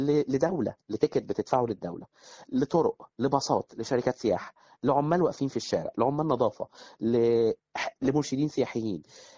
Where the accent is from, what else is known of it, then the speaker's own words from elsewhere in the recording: Faiyum, Faiyum Governorate, Egypt; أنا من الفيوم، ومن الناس اللي دايما بتروج للفيوم، لأن أنا شايف إن هي بلد مظلومة سياحيا، ومن صغري وأنا مهتم بالمجال السياحي، يعني أنا كنت من الطلبة في الأيام الجامعة، أنا طبعا من الفيوم، فكنت في جامعة في القاهرة